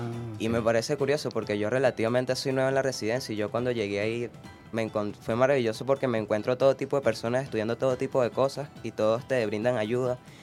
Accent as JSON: {"language": "Spanish", "region": "Yaracuy", "country": "Venezuela", "said": "Sí, vengo del estado de Yaracuy."}